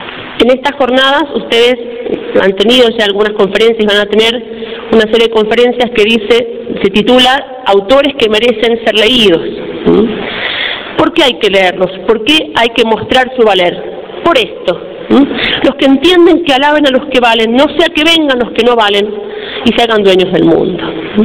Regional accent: Argentina; Para nosotros como argentinos es un profeta para la Argentina.

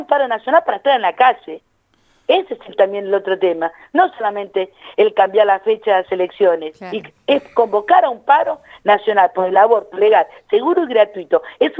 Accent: La Matanza, Buenos Aires Province, Argentina; yo que soy del oeste, soy de La Matanza

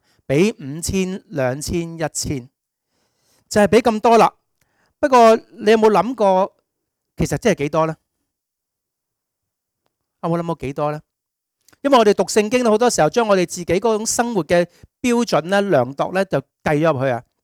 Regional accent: Hong Kong; 我哋香港人對待啲外佣一樣

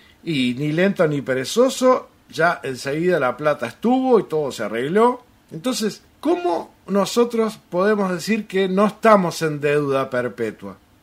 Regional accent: Uruguay; Para mí, como uruguayo, eso me generó una deuda eterna con Estados Unidos.

